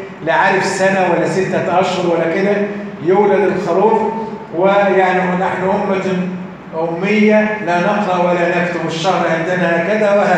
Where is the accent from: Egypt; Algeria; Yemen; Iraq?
Egypt; وإن كان عندنا في مصر يعني لا نأكل العشراء إذا ذبحت